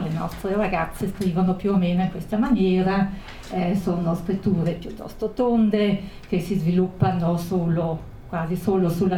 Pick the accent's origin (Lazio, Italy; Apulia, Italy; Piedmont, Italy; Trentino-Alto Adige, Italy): Trentino-Alto Adige, Italy; Brixen; io anch'io sono di Bressanone